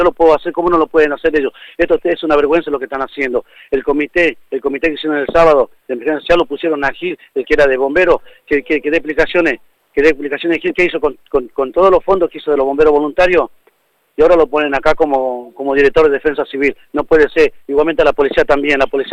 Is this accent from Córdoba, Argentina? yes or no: no; Máximo Paz, Buenos Aires Province, Argentina; yo soy un vecino más, que somos de Máximo Paz, Alto Verde.